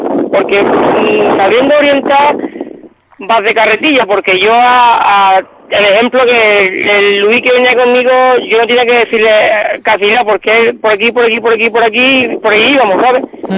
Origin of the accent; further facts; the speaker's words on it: Ubrique, Andalusia, Spain; Digo, Ubrique, yo soy de Ubrique, un poco sé hacerlo.